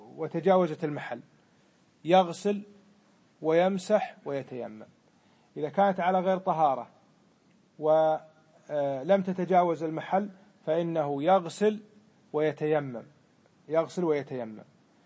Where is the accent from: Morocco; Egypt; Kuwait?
Kuwait; يسمونه عندنا بالكويت إيش؟ بدمغة،